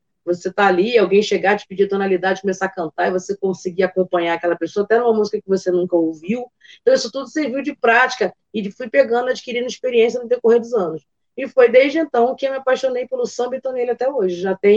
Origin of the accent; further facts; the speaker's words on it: Nova Iguaçu, Rio de Janeiro, Brazil; Eu falo aqui do Rio de Janeiro, né? Sou da Baixada aqui de Nova Iguaçu. Isso é da área aqui da rapaziada da Baixada.